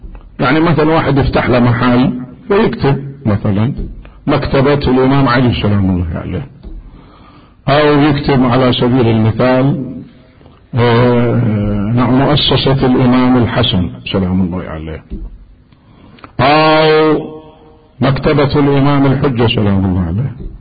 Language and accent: Arabic; Iraq; كانت أزمة اسمنت عندنا بالعراق